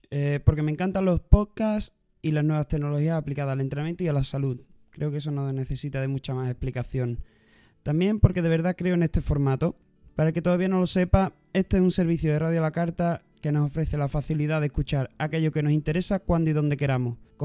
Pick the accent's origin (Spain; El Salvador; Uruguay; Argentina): Spain; La Luisiana, Andalusia; also born or lived in Seville / Balearic Islands / Canary Islands; Sevillano de nacimiento, crecí en un pequeño pueblo que se llama La Luisiana.